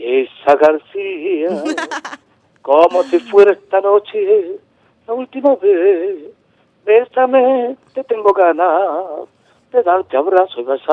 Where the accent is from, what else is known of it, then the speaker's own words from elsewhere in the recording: Venezuela; las personas de mi pueblo sepan que la tenemos aquí en Venezuela